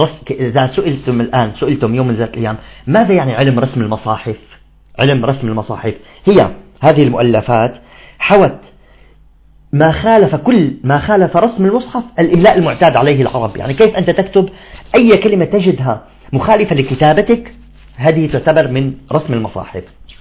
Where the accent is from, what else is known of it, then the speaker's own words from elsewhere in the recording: Damascus, Damascus Governorate, Syria; حتى في عندنا منطقة في الشام في دمشق تسمى منطقة الطلياني